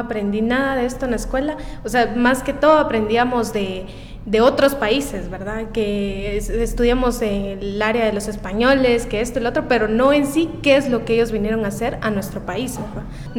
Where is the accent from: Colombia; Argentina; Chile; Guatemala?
Guatemala; Guatemala City, Guatemala Department; soy de acá de la capital, de Guatemala.